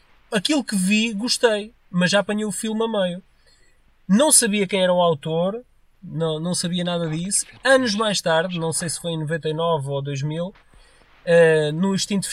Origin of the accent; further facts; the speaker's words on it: Tocha, Coimbra, Portugal; Eu cresci ali perto da Tocha, frequentemente ia com os meus pais no verão lá para a Praia da Tocha